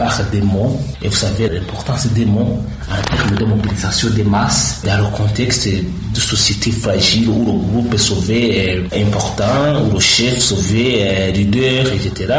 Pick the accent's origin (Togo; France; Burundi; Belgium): Burundi; c'est d'abord, nous sommes des Burundais.